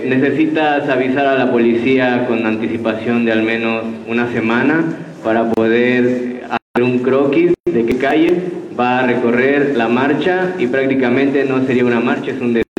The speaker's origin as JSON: {"language": "Spanish", "country": "Mexico", "said": "ni soy de allá, pero viví un tiempo ahí y como mexicano"}